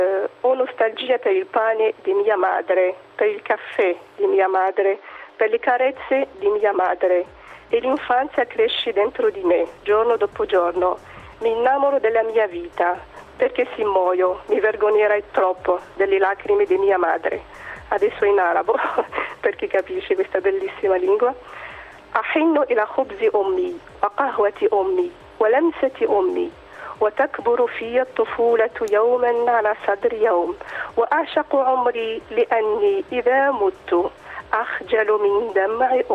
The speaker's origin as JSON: {"language": "Italian", "country": "Algeria", "second_language": "Italian", "lives_now": "Italy", "said": "io dico per esempio da algerina, vivo in Italia"}